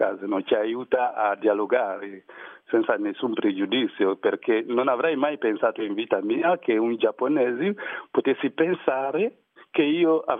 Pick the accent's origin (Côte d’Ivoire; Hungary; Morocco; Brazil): Côte d’Ivoire; now in Italy; Ho un bellissimo rapporto con la Costa d'Avorio, che è comunque il mio paese, mi piace tanto.